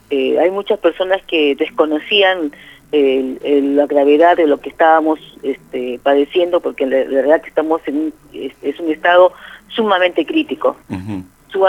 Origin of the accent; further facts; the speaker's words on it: La Plata, Buenos Aires Province, Argentina; porque nosotros somos de esta zona, somos de La Plata